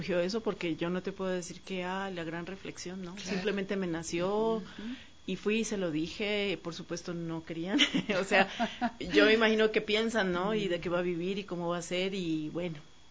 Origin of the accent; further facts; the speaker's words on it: Cali, Valle del Cauca, Colombia; nací en Cali, clima caliente, muy fuerte, la música